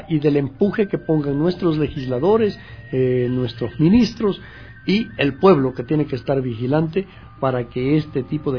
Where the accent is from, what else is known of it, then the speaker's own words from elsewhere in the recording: Macará, Loja, Ecuador; yo soy oriundo del sur del país, yo soy de Macará, en la provincia de Loja.